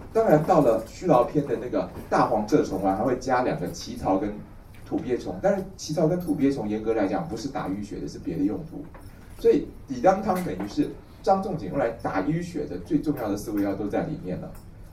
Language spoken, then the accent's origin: Chinese; Taiwan; 我们台湾人叫麻黄的那个东西